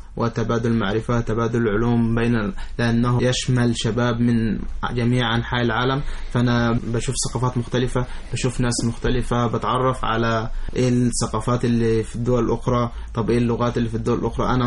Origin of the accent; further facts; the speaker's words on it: Egypt; طب أنا أبدأ أكلمهم عن الحضارات اللي عندنا في مصر